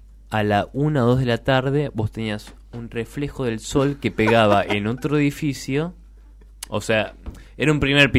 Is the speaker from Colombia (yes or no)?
no; Argentina; yo soy argentino